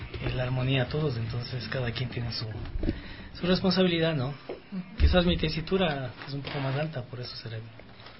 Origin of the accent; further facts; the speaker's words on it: Ecuador; como ecuatorianos primero, ¿no? La música nuestra tiene una riqueza increíble